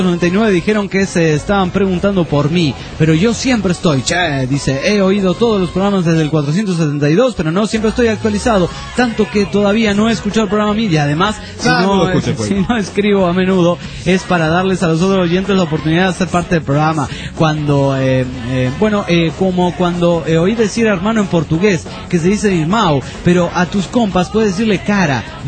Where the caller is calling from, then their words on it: San Luis, Argentina; de San Luis, Argentina. Los escucho por FM Hendrix, la 103.9.